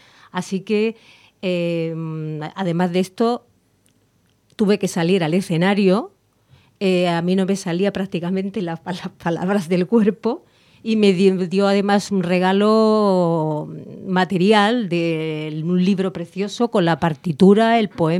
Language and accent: Spanish; Cádiz, Andalusia, Spain; para hacer honor a mi tierra, Cádiz, porque soy gaditana